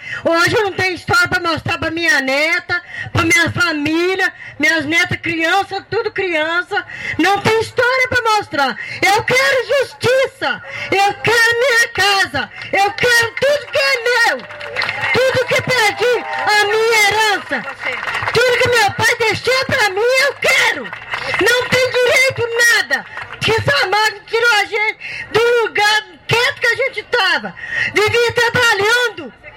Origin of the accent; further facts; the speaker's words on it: Paracatu, Minas Gerais, Brazil; Eu sou de Paracatu. Fui nascida e criada em Paracatu. Meu pai me ensinou a trabalhar. Vivia na roça